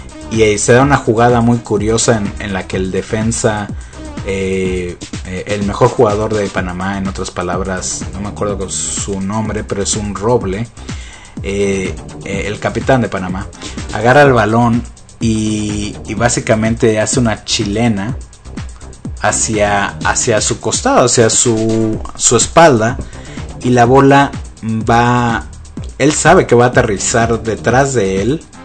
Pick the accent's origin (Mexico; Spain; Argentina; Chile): Mexico; yo soy mexicano y tal vez por eso no lo pensé así en ese momento.